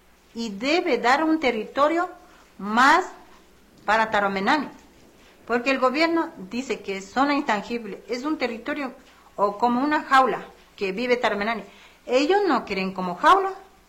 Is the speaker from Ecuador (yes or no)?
yes; Amazonía, Ecuador; Somos de Amazonía, donde hemos nacido nosotros, Guaorani. Somos especialistas Guaorani, que conocemos muy bien y manejamos la selva.